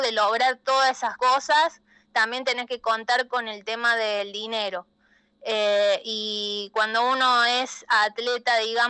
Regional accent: Córdoba, Argentina; Soy la única de Córdoba en participar, en ir, participar y terminarla, hombre, mujer, no ha ido otra persona de acá y muy pocos de Argentina.

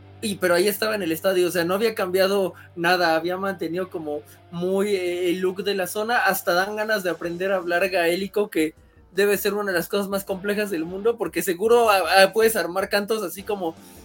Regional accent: Mexico; Supongo que lo decimos como mexicanos

